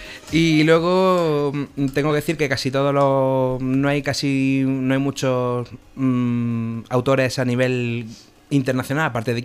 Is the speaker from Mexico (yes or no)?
no; Andalusia, Spain; vale, yo soy andaluz